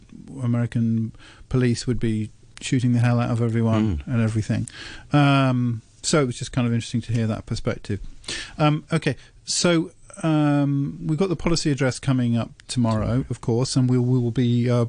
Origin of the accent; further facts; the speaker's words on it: England, United Kingdom; Yeah, as an English person, I enjoyed that.